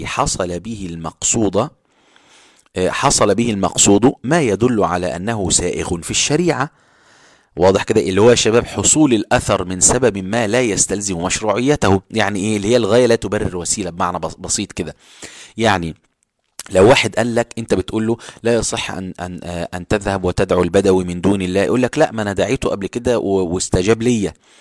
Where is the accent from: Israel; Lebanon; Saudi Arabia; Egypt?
Egypt; احنا دلوقتي عندنا في مصر